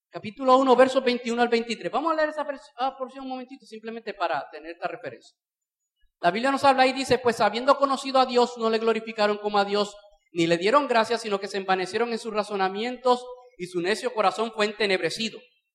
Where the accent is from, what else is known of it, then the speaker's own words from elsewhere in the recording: Bayamón, Puerto Rico; Yo no sé cómo ha sido por Arecibo, yo soy de Bayamón, aquello es un asador.